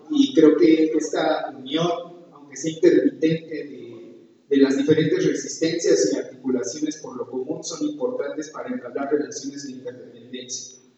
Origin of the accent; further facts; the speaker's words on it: Mexicalcingo, Mexico City, Mexico; Yo vengo del pueblo de Mexicalcingo, dentro de la gran urbe.